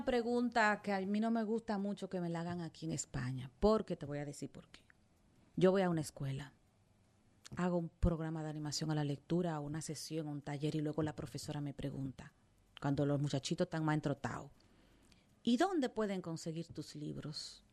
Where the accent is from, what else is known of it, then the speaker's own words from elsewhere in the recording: Salcedo, Hermanas Mirabal, Dominican Republic; Tú sabes que yo soy de Salcedo